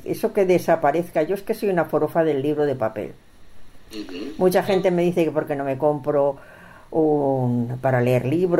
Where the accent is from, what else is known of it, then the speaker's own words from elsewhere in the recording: Barcelona, Catalonia, Spain; born there; Yo no, yo nací en Barcelona, Barcelona capital. Y bueno, llevo aquí muchos años